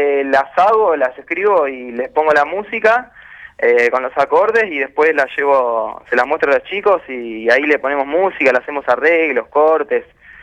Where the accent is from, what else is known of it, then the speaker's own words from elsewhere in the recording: Mar del Plata, Buenos Aires Province, Argentina; also born or lived in Neuquén; Yo soy de Mar del Plata y viví mucho tiempo en Neuquén